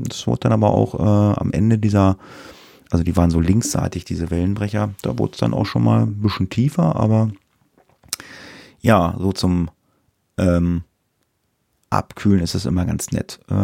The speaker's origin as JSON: {"language": "German", "region": "Lower Saxony", "country": "Germany", "said": "in Deutschland, in einigen Bundesländern ist, glaube ich, auch Feiertag, aber nicht in Niedersachsen, wo ich herkomme."}